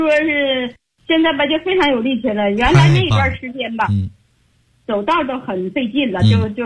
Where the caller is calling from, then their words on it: Beijing, China; 我是北京的学员，我今年72岁了